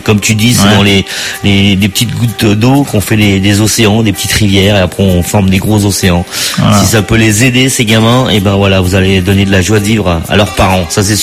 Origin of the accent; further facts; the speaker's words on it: France; on vient chez nous en France trouver des très bons médecins, parce qu'on a de très bons médecins